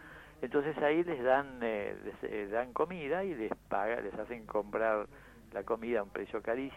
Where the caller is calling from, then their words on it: Oberá, Misiones, Argentina; also born or lived in Buenos Aires; hablando desde Oberá, Misiones. Yo hace unos años que me vine de Buenos Aires para acá, trabajo acá